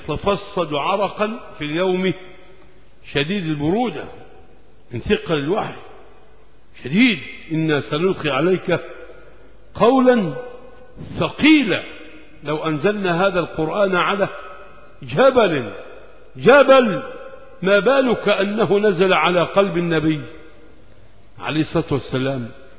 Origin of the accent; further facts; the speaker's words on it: Egypt; عندنا في مصر